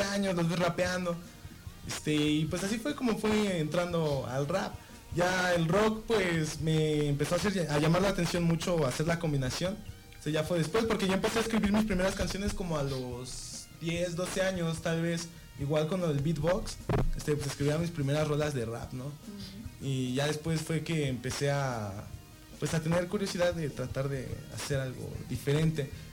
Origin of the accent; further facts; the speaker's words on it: Chalco, State of Mexico, Mexico; born there; also born or lived in Amecameca; Yo nací en Chalco, pero también estuve viviendo un buen tiempo en Ameca. De hecho, actualmente yo estoy en Chalco.